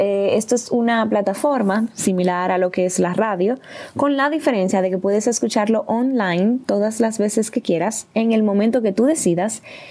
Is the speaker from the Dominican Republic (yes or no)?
yes; Cibao, Dominican Republic; con asiento en la ciudad de Santo Domingo, República Dominicana, aunque originalmente soy del Cibao.